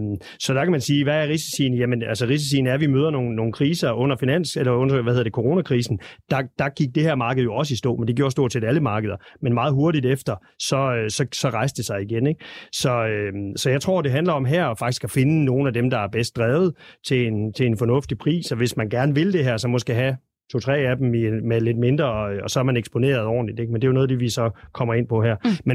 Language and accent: Danish; West Jutland, Denmark; i øvrigt også en af mine første aktier, som vestjyde tilbage i 80-90'erne